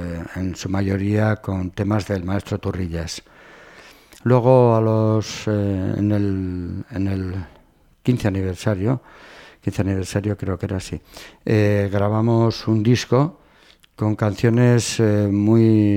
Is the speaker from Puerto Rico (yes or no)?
no; Cabanillas, Navarre, Spain; yo recordaba que en mi pueblo había una banda. Pensé en aquellos momentos que mi pueblo, digo, un pueblo de la Ribera, Cabanillas